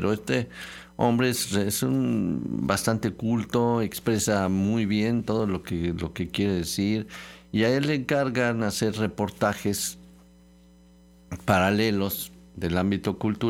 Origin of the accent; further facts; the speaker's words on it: Mexico; ya ven cómo somos nosotros, los mexicanos